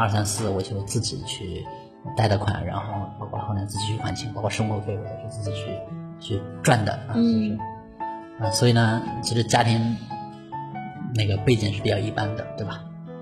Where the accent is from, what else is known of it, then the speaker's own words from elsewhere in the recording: Hunan, China; 我是湖南人，然后呢也是农村的